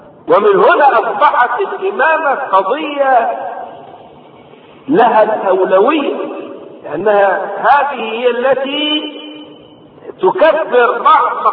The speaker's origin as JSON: {"language": "Arabic", "country": "Egypt", "said": "ضريح عندنا في مصر"}